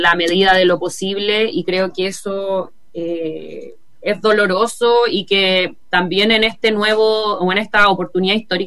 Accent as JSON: {"language": "Spanish", "country": "Chile", "said": "es una cuestión a la que lamentablemente como pueblo chileno estamos acostumbrados, ¿no?"}